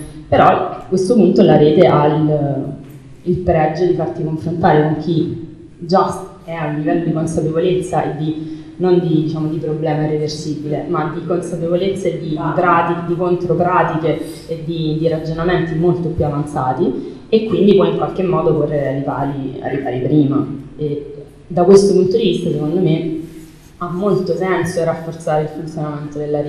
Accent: Naples, Campania, Italy; a me da napoletana mi è sempre sembrato particolarmente ridicolo

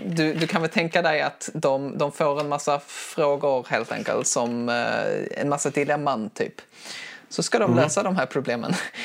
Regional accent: Skåne, Sweden; accent: Scanian; Det är min skånska som

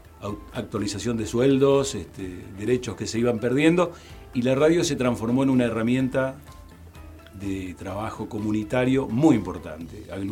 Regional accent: Misiones, Argentina; also born or lived in Patagonia; now in Bariloche, Argentina; desde ese entonces me quedé en la Patagonia, así que soy más patagónico que misionero. Y en Bariloche vivo desde 1984.

